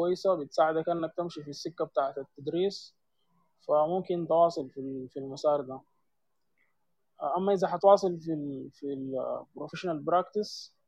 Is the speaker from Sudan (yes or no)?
yes; Sudan; المجال بتاع الاصهار المعماري حاليا عندنا في السودان ما كثير